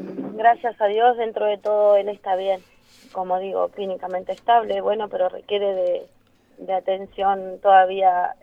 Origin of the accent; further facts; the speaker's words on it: Neuquén, Argentina; Como digo, yo soy de pueblo, de Neuquén, a 130 kilómetros, y es todo nuevo para mí.